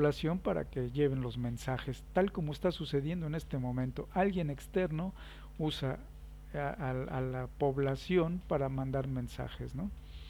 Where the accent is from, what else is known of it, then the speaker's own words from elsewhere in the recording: Mexico; soy tan mexicano como todos ustedes y tengo el derecho de hablar de mi país